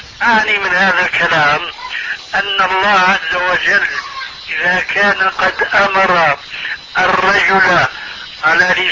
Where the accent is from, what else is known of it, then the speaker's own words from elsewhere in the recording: Syria; عندنا في سوريا